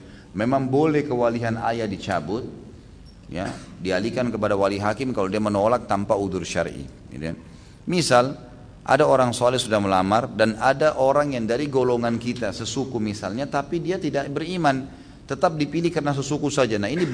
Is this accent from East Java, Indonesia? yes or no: yes; East Java, Indonesia; kita kebetulan dari Jawa Timur, orang Jawa Timur.